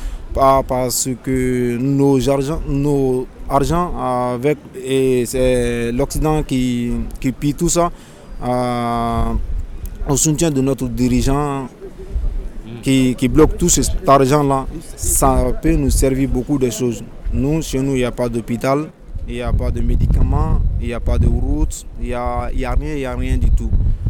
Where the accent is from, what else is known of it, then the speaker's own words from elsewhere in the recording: Mali; Par exemple, moi je suis malien, quand je pars au Gabon pour acheter quelque chose ou pour vendre quelque chose